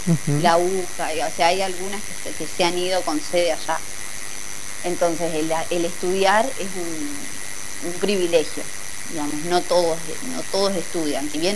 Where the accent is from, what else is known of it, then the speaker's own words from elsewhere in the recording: Buenos Aires, Argentina; Yo llegué diciendo, yo soy porteña